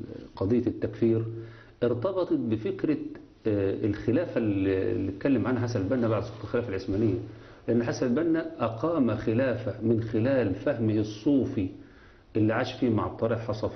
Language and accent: Arabic; Egypt; لأن الواقع اللي حصل دلوقتي إن الدولة عندنا في مصر بتتأخون في جميع مفاصلها